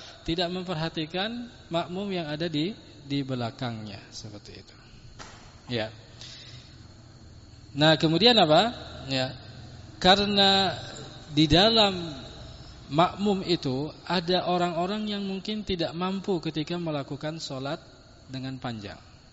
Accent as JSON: {"language": "Indonesian", "town": "Godean", "region": "Special Region of Yogyakarta", "country": "Indonesia", "said": "apalagi kalau di kampung saya di sana di Godean gitu kan"}